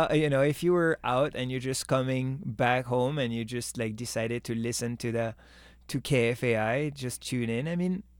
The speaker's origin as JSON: {"language": "English", "country": "France", "tie": "born or raised there", "second_language": "English", "said": "we are from France, born and raised. So this is a way to stay connected to our culture."}